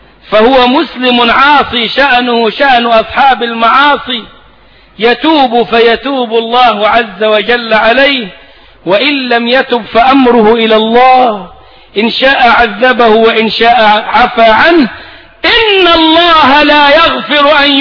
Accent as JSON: {"language": "Arabic", "country": "Egypt", "said": "ده مفتاح كلامنا كمصريين"}